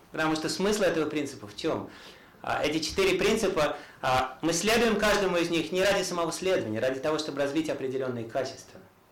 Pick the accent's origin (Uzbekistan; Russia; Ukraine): Uzbekistan; Tashkent; Я из Ташкента сам там.